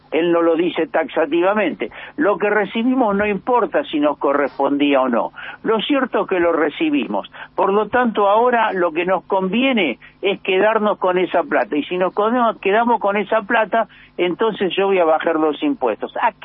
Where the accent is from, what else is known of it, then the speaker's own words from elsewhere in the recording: Buenos Aires, Argentina; los que pagan los impuestos somos los ciudadanos porteños, las ciudadanas porteñas.